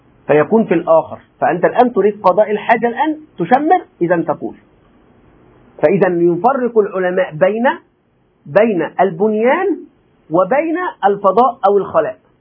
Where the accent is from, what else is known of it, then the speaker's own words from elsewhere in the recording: Egypt; ولذلك نحن عندنا أخطاء كمصريين، أتكلم عن المصريين